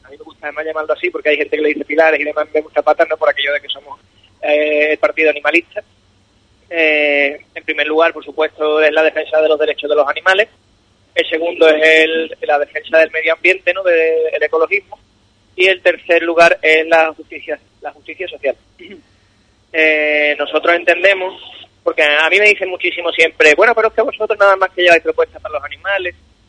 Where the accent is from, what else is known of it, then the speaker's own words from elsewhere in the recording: Cádiz, Andalusia, Spain; soy abogado. Yo soy de Cádiz, he vivido casi toda mi vida aquí, quitando unos 5 o 6 años que viví entre Medina y Chiclana, en el Berrueco concretamente